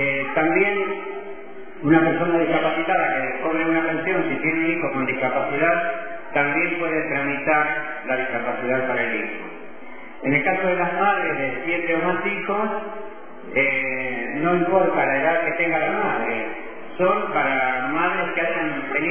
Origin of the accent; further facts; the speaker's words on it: Junín, Buenos Aires Province, Argentina; also born or lived in Spain; yo soy de Junín.